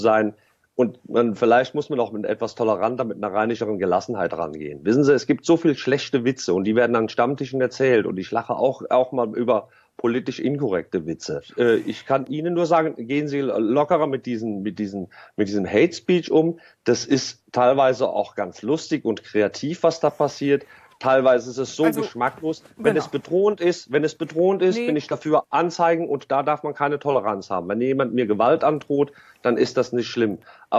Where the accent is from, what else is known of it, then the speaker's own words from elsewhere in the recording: Koblenz, Rhineland-Palatinate, Germany; Ich komme aus Koblenz.